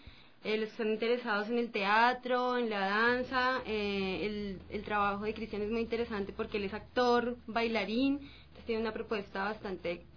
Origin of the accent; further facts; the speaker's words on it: Colombia; el sábado nos presentamos ya los invitados internacionales, que somos todos de Colombia.